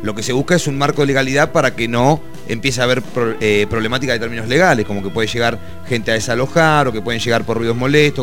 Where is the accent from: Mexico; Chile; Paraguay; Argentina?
Argentina; Necochea, Buenos Aires Province; yo de la costa, no de Mar del Plata, igual vengo de una ciudad que tiene un mar, una playa muchísimo más grande que la Mar del Plata, sin hacer alarde de qué ciudad es cada ciudad. Yo vengo de Necochea, pero es la costa